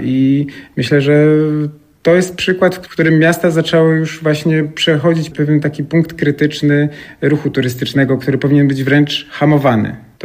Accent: Łódź, Łódź Voivodeship, Poland; Myślę, że to też fakt, że sam pochodzę z Łodzi, bardziej takiej robotniczej tkanki architektonicznej

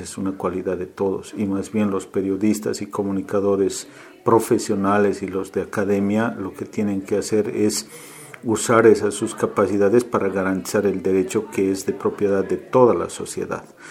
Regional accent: Bolivia; yo soy boliviano, trabajo en la Universidad Católica Boliviana San Pablo, en la ciudad de La Paz

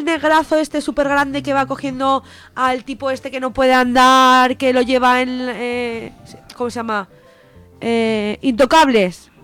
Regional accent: Teruel, Aragon, Spain; yo me acuerdo de pequeña que vivíamos en Teruel, en un barrio, en el Carrel

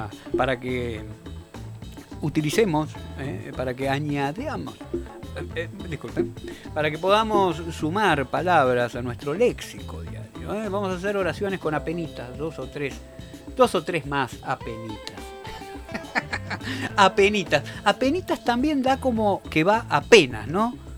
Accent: Argentina; que me salió como tango, es que soy argentino, ¿verdad?

